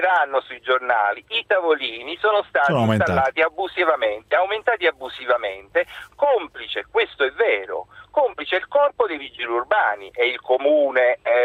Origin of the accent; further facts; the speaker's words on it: Naples, Campania, Italy; now in Rome, Italy; io sono un napoletano che vive a Roma da 20 anni.